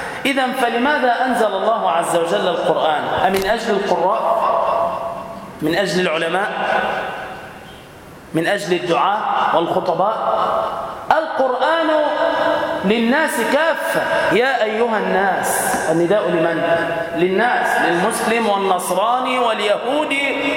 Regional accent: Damietta, Damietta Governorate, Egypt; أسأل الله تعالى أن يبارك في بلدتنا دمياط وفي أهلها وفي سكانها

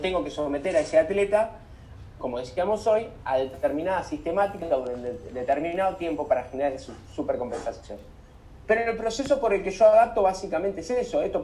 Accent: Balcarce, Buenos Aires Province, Argentina; yo soy de Balcarce, desde que yo vivía en Balcarce, es siempre el mismo recorrido.

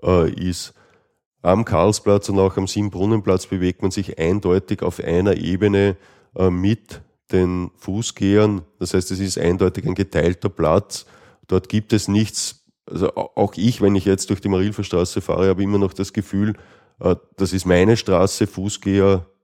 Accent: Austria; was es bei uns in Österreich etwas schwierig macht

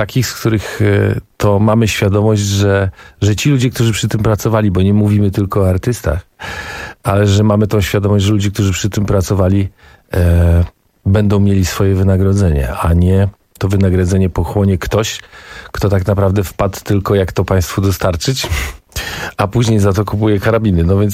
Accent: Gdańsk, Pomeranian Voivodeship, Poland; Ale ja się wychowałem w Gdańsku i większość twarzy i tych ludzi kojarzę.

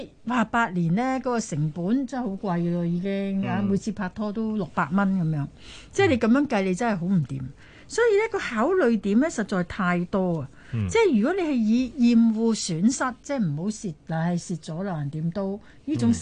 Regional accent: Hong Kong; 但系咧而家我哋香港人欢欣若狂嘅咧就系连范畴都可以超跨越过噶嘛。

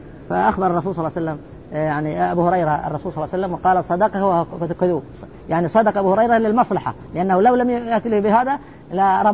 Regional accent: Saudi Arabia; وقرض عليها المفتي عندنا في السعودية

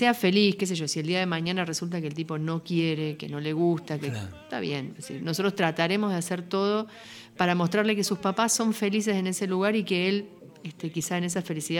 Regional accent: Buenos Aires, Argentina; moved away; Yo vengo de Buenos Aires, o sea, hace casi 20 años que nos fuimos de Buenos Aires, pero yo vengo de Buenos Aires y tengo amigos en Buenos Aires

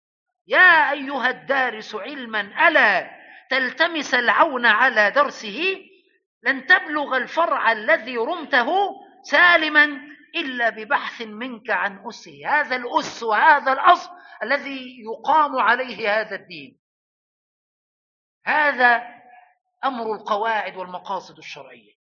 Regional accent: Upper Egypt, Egypt; أنا أقول هذا لأن عندنا في الصعيد وفي الفلاحين يتكلمون على غائط البهائم جلة

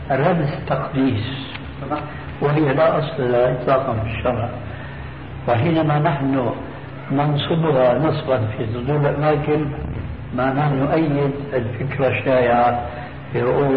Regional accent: Damascus, Damascus Governorate, Syria; دمشقي آمين. فأنا زرت القدس

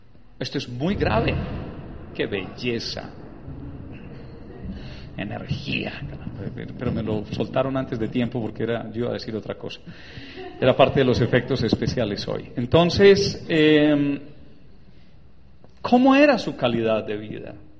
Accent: Urrao, Antioquia, Colombia; yo soy de Urrao, Antioquia.

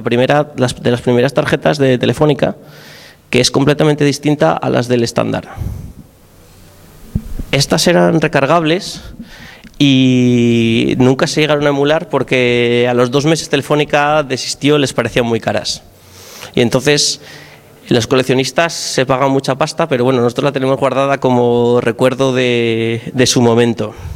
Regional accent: Oviedo, Asturias, Spain; Yo, por lo menos, en Oviedo, de donde soy, ha desaparecido

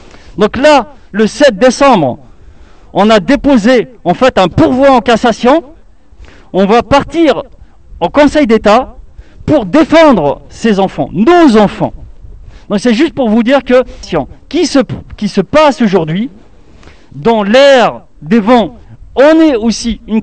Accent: Île-de-France, France; chez nous, en Seine-Saint-Denis

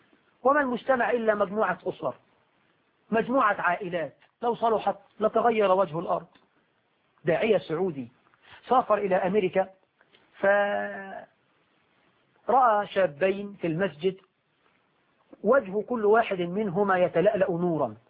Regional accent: Egypt; وطيب عندنا في عرفنا كمصريين

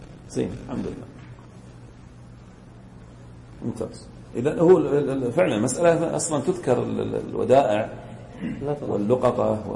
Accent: Al-Ahsa, Eastern Province, Saudi Arabia; واحنا عندنا في الاحساء نقلي الطحين

